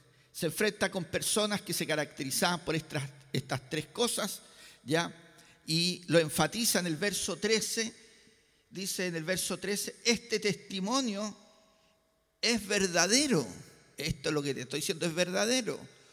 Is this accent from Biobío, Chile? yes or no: no; Valparaíso, Chile; ya que soy ciudadano de Valparaíso por más de 60 años, por más de 60 años